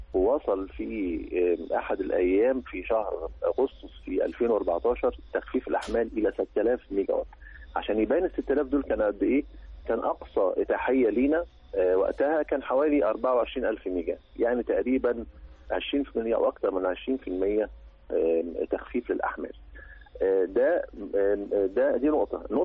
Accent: Egypt; لا يليق بمصر ولا يليق بنا احنا كمصريين

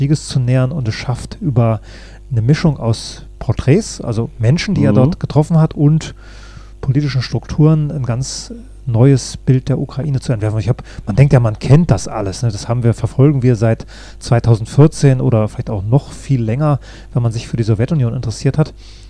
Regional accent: Northern Germany, Germany

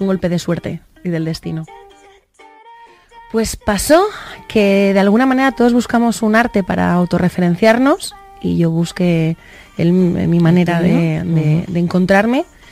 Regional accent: Valencia, Valencian Community, Spain; now in Madrid, Spain; Yo vengo de Valencia, es una ciudad grande también, pero en Valencia nos movemos de otra manera.

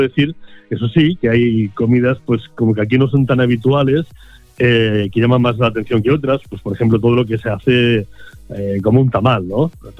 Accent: Catalonia, Spain; yo como buen catalán, para mí es muy importante un pan con tomate

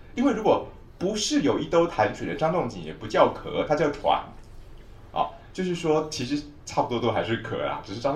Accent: Taiwan; 我们台湾人的水毒的问题非常糟，非常要命

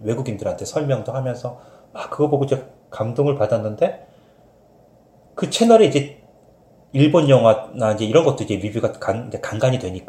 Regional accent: South Korea; 내가 한국 사람이지만

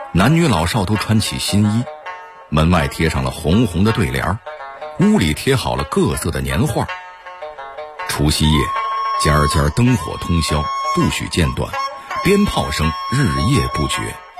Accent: Beijing, China; 我从小就在北京长大啊，也经历了30多个春节啊，

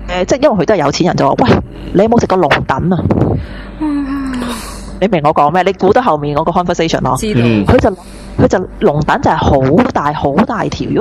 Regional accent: Australia; 因為知道我哋澳洲人。

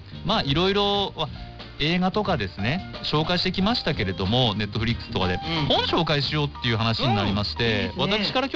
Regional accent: Iwate, Japan; 僕岩手出身なんですけれども

